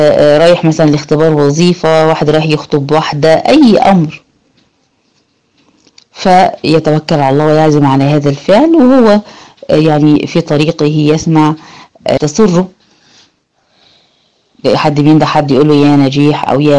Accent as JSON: {"language": "Arabic", "country": "Egypt", "said": "إحنا بالنسبة لنا هنا كمصريين، صوت الغراب يعمل شوية قلق كده"}